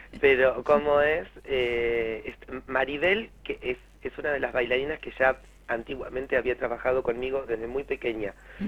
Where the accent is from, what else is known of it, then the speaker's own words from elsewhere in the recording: Buenos Aires, Argentina; now in Santa Rosa, Argentina; cuando yo me vengo de Buenos Aires, Santa Rosa estaba como muy quietito en un montón de cosas. Y cuando yo me vengo a La Pampa